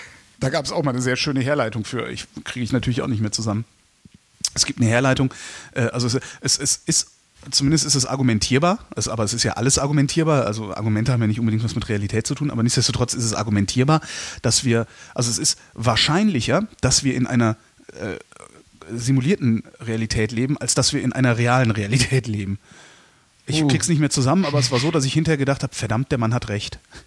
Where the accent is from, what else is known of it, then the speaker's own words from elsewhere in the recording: Cologne, North Rhine-Westphalia, Germany; Ich bin ja selber Kölner, darum bin ich drauf am Stehen.